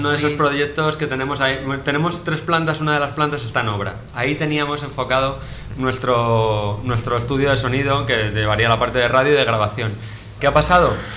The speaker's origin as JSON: {"language": "Spanish", "town": "Montamarta", "region": "Castile and León", "country": "Spain", "said": "vengo de Montamarta."}